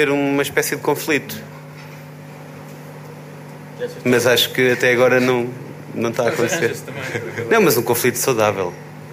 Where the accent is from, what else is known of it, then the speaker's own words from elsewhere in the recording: Viseu, Portugal; Eu sou de Viseu, claramente é uma situação semelhante